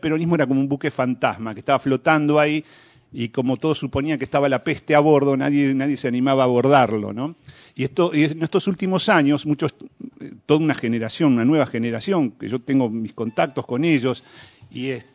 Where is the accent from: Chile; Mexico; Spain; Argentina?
Argentina; Argentina parece que no calificar como país latinoamericano desde el punto de vista de la cultura, sí. ¿No? Nosotros parece que somos casi europeos